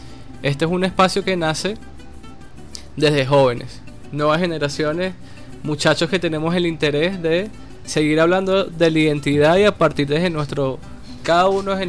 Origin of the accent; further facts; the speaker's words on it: Miranda, Venezuela; now in Caracas, Venezuela; Él también es de Miranda, los dos somos de Miranda, pero residimos acá en Caracas.